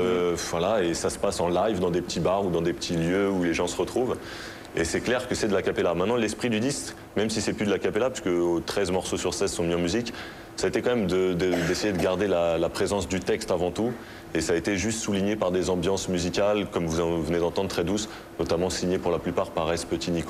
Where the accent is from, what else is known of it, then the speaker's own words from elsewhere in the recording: Saint-Denis, Île-de-France, France; C'est juste une vraie déclaration d'amour pour un lieu que j'aime, là où j'ai grandi, là où j'aime être et là où j'ai envie de rester. Après, je ne cherche pas à tout prix à défendre la banlieue.